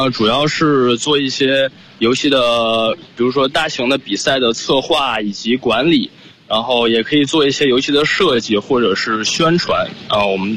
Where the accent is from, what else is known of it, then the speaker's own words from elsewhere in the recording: Beijing, China; 大家好，我是来自北京的